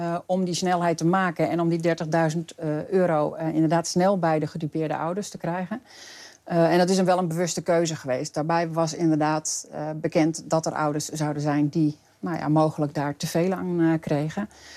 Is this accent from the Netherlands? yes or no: yes; Friesland, Netherlands; Ik kom natuurlijk zelf uit Friesland en ben daar ook geworteld. Ik woon daar ook.